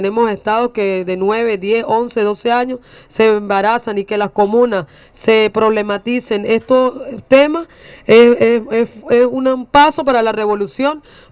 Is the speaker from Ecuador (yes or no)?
no; Caracas, Capital District, Venezuela; now in Barinas, Venezuela; Yo vivo en frontera, yo soy caraqueña, pero vivo en Barinas, en la ciudad que nació nuestro presidente, y vivo en una parte fronteriza de Socopó